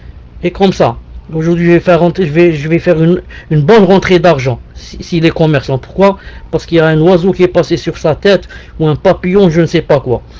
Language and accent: French; Algeria; Chez nous, il n'y a pas les roux, il y a seulement les cheveux noirs. Donc, il n'y a pas ça chez nous en Algérie.